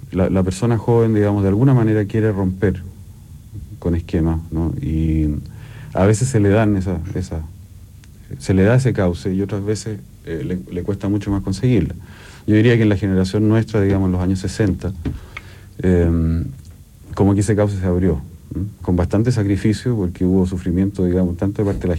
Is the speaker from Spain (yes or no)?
no; Chile; Nosotros somos latinos, ¿no? O sea, de los chilenos.